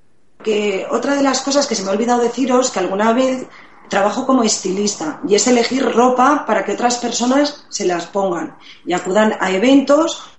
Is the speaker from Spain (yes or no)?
yes; Asturias, Spain; now in Madrid, Spain; Pues mira, yo soy asturiana.